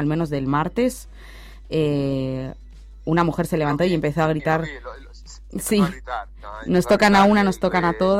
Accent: Spain; now in Uruguay; también somos de España, vivimos aquí en Uruguay

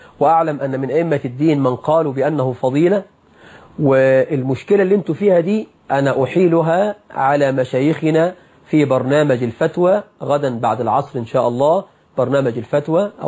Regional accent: Egypt; يا راجل عندنا في مصر مناجم ذهب، مناجم ذهب.

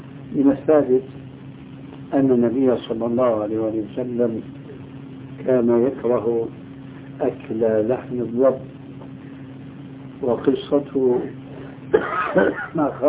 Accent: Syria; يضرب المثل لبعض الناس عندنا في سوريا

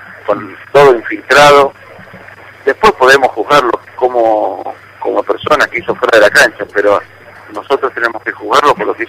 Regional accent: Argentina; Obviamente, como argentino y como hincha

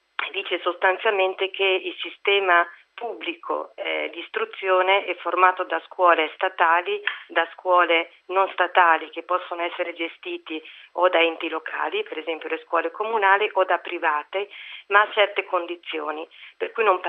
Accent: Bologna, Emilia-Romagna, Italy; io sono bolognese.

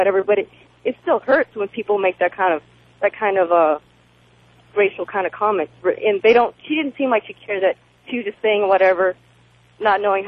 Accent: the South, United States; And it's offensive to me because I grew up in the South where there wasn't a huge population of, you know, Asians anyway.

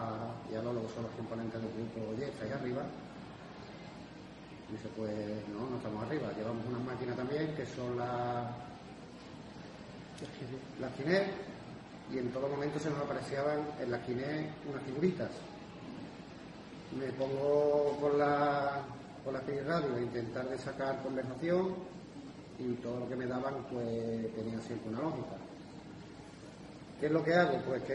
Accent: Seville, Andalusia, Spain; now in Manzanilla, Spain; Yo vivo aquí en Manzanilla, soy de aquí de Sevilla, pero vivo allí.

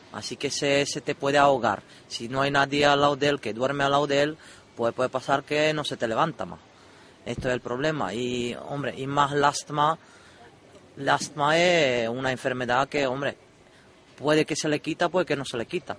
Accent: Czechia; now in Canary Islands, Spain; Yo soy de República Checa.

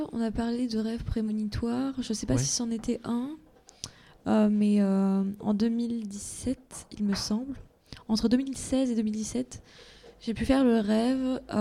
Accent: Colombia; moi, puisque moi, je viens de Colombie, et chez nous, quand une personne est morte, la personne, elle peut nous voir une fois dans sa vie.

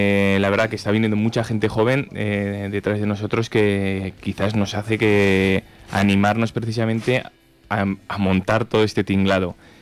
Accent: Ariza, Aragon, Spain; Casi todos somos gente de Ariza.

